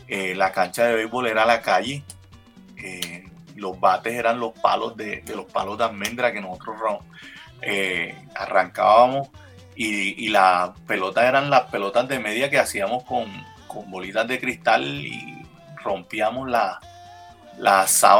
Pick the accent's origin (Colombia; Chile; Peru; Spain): Colombia; Cartagena, Bolívar; also born or lived in Ibagué; yo nací en Ibagué, pero toda mi vida viví en Cartagena y yo no tengo recuerdos de mi niñez de otros lados. Mi niñez, mis recuerdos son de allá de Santa Rita, de Canapote, de Torices, de la zona esa donde yo viví